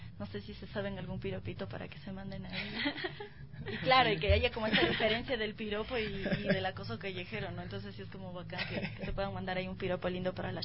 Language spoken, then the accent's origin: Spanish; Quito, Pichincha, Ecuador; están construyendo nuestra identidad como quiteños